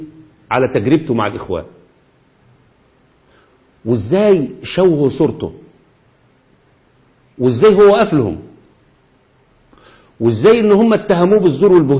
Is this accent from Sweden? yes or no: no; Egypt; وده اللي حصل عندنا في مصر في كل مكان